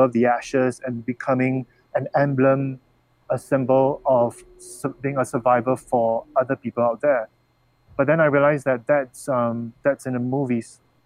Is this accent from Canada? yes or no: no; Singapore; You know, I'm from Singapore, and we are known very well around the world for being very efficient, for great in mathematics and science.